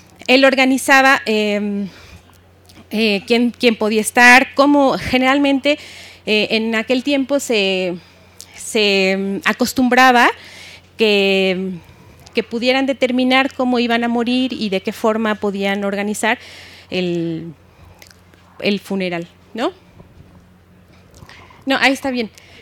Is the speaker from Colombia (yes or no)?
no; Mexico; nosotros como mexicanos